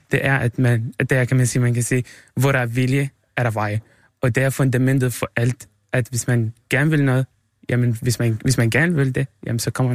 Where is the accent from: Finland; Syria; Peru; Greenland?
Syria; Danish is a second language; now in Denmark; Men i mit hjemland i Syrien, der er det ikke sådan